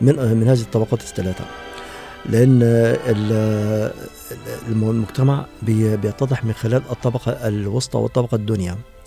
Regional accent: Faiyum Governorate, Egypt; born there; من مواليد محافظة الفيوم 1958. نشأت في أسرة من الطبقة المتوسطة،

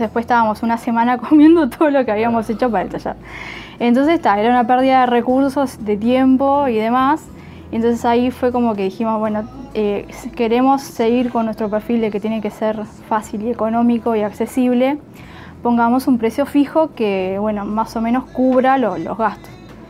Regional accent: Montevideo, Uruguay; yo soy de Montevideo, en serio, yo del Prado

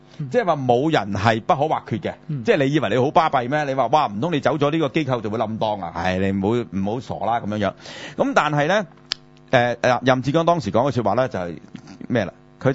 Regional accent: China; 這個我哋中國人啊

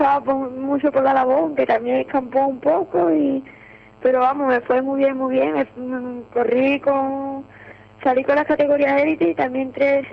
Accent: Morón de la Frontera, Andalusia, Spain; Yo vengo de Morón de la Frontera, un pueblo de Sevilla.

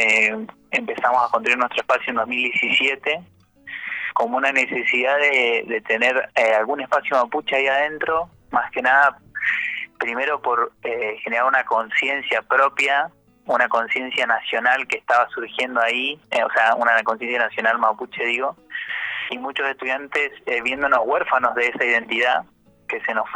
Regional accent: Bariloche, Río Negro, Argentina; yo por lo menos soy de Fuiloche, de Bariloche, estudio en Neuquén, pero soy de acá

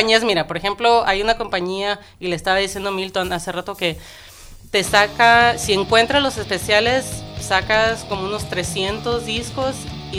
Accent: Agua Prieta, Sonora, Mexico; also born or lived in Guadalajara; now in Tucson, United States; Yo crecí en Agua Prieta, nací en Guadalajara y crecí

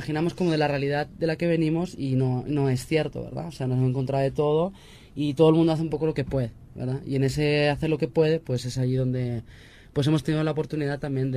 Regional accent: Spain; born there; a mí me toca como persona que nací en el Estado español, ¿verdad? Llamado también desde aquí Estado histérico.

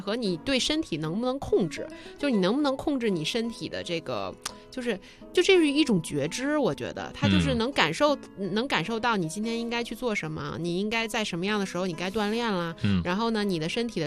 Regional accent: Beijing, China; 我在北边，其实在亚运村从小就住在那儿

